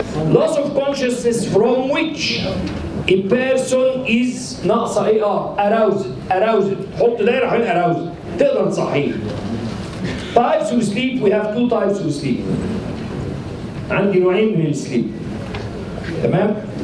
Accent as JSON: {"language": "Arabic", "country": "Egypt", "said": "نفسي ادي الكلام ده المصريين اكتر لان في الاساس احنا مصريين"}